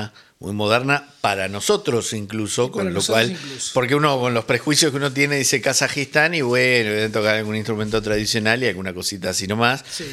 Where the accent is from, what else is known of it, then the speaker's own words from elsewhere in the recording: Uruguay; En el Nepal me dijeron. Soy de Uruguay.